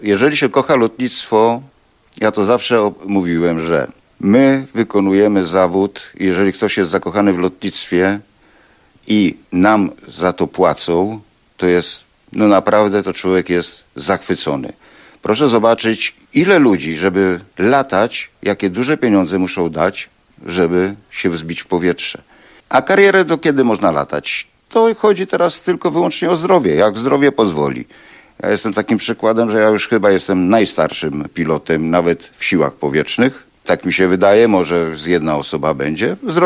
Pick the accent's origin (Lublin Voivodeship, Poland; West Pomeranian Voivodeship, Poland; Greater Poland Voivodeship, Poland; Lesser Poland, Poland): Lublin Voivodeship, Poland; Dęblin; To na pewno miasto rodzinne, dlatego że się urodziłem w nim.